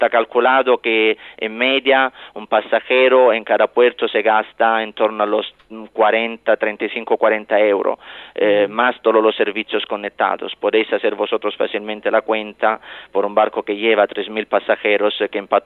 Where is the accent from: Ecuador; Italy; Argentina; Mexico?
Italy; Yo también, como buen italiano, vendré yo también a disfrutar de la isla de Ibiza muy pronto.